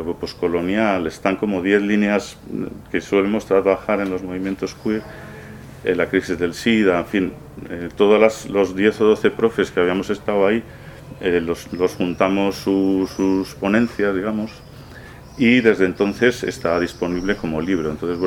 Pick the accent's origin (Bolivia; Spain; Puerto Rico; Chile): Spain; Burgos, Castile and León; porque no soy sevillano, yo soy de Burgos y me cuesta entender esas cosas.